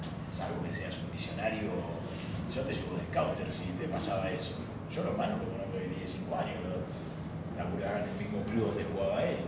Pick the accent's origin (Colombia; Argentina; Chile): Argentina; viste cómo somos los argentinos.